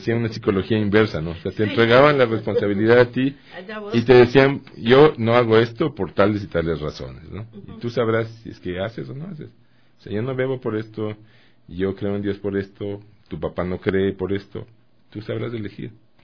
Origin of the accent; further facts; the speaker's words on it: Guatemala; yo viví 10 años, toda mi infancia en Guatemala, de donde era mi papá.